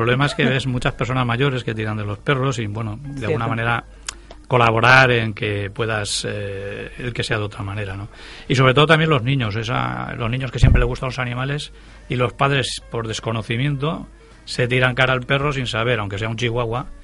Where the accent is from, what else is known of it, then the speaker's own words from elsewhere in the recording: Valencia, Valencian Community, Spain; yo soy de Valencia, vengo más cerca que Josu.